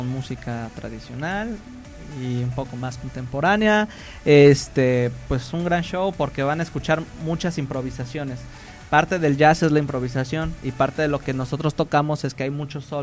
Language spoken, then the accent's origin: Spanish; Morelos, Mexico; todos somos de Morelos, pero sí, no todos somos de Jutepec.